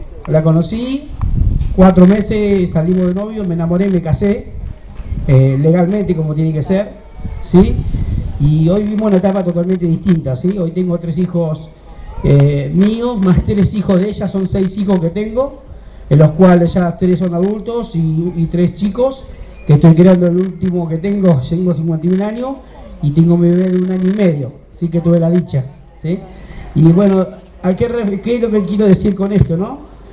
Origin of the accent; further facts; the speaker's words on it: San Miguel, Buenos Aires Province, Argentina; now in La Plata, Argentina; hace 1 año y medio pude tener mi casa propia, porque yo vengo de la zona de Buenos Aires, San Miguel, y gracias a Dios acá en La Plata pude obtener este privilegio